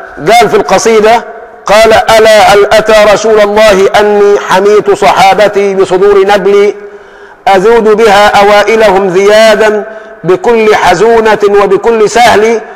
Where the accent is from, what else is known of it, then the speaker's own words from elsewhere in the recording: Egypt; اللهم حول حالنا كمصريين إلى أحسن حال.